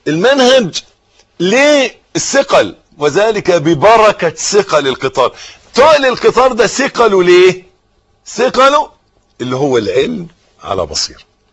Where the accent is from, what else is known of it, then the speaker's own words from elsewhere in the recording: Egypt; حته الارض اللي احنا واقفين عليها دي بلدنا مصر